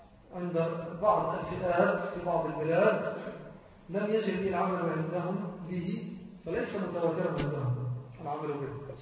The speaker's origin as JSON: {"language": "Arabic", "country": "Egypt", "said": "أنا أقول على الأقل في بلدنا مصر"}